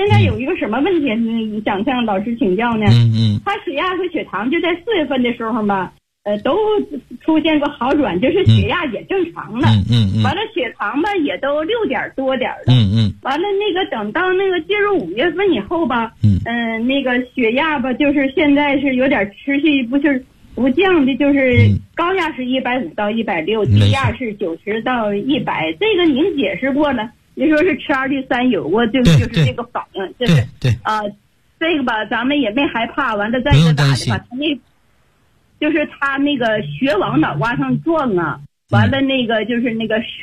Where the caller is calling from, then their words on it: Beijing, China; 我是北京的学员，我今年72岁了。